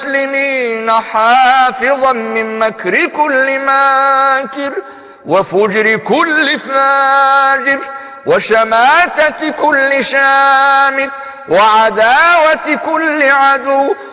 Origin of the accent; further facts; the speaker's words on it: Egypt; اللهم إننا نحب بلدنا مصر